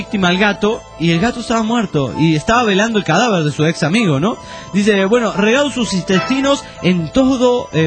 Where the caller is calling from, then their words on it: Juliaca, Puno, Peru; de Juliaca, Perú.